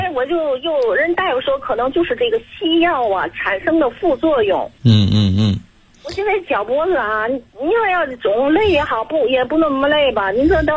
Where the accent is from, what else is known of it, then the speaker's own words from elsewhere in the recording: Tianjin, China; 我是天津的。